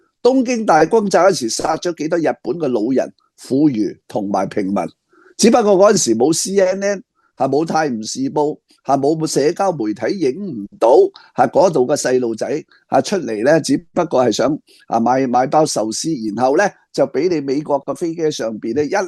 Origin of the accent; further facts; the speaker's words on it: Hong Kong; 对于我哋香港人，我讲句凉薄啲，系全无关系。